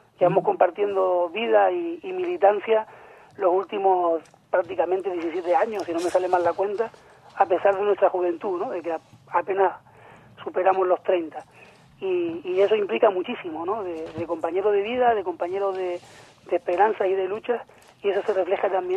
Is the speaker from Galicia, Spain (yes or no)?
no; La Orotava, Canary Islands, Spain; Pues del Valle de la Orotava.